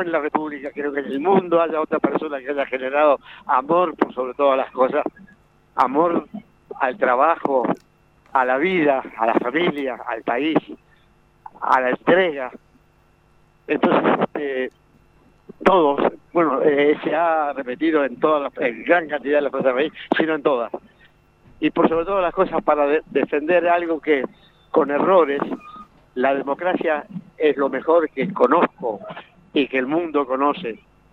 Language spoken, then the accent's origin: Spanish; Uruguay; now in Bariloche, Argentina; Por supuesto, soy uruguayo, pero adoptado por Bariloche, hace 40 años que vivo acá.